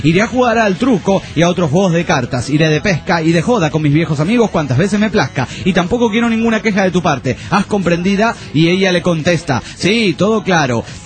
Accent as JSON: {"language": "Spanish", "country": "Andorra", "said": "Hay mucha gente de muchísimos países que podría venir a decir, y nunca me nombra a mí, que soy de Andorra."}